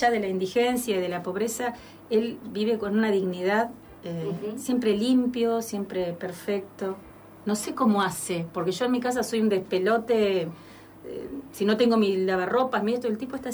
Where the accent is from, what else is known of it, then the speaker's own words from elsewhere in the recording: Adrogué, Buenos Aires Province, Argentina; now in Buenos Aires, Argentina; Yo me mudé a Capital, vengo de Zona Sur y vengo